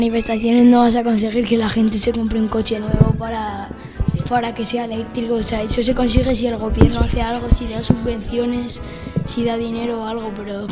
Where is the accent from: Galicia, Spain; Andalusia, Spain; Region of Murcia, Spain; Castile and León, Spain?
Castile and León, Spain; Santa Cruz del Valle; yo en mi pueblo este verano, que se llama Santa Cruz del Valle